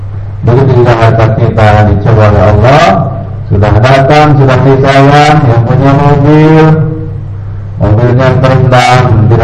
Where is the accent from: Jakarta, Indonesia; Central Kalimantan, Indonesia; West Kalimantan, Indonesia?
Jakarta, Indonesia; istilah kita orang Jakarta masih untung